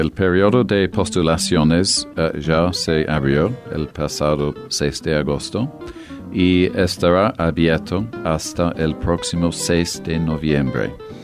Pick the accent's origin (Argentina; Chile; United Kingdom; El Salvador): United Kingdom; Spanish is a second language; estudiar en mi país y en nuestras universidades